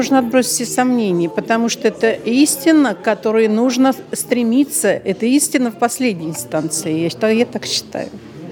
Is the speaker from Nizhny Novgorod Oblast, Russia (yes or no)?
yes; Nizhny Novgorod, Nizhny Novgorod Oblast, Russia; Я из Нижнего Новгорода.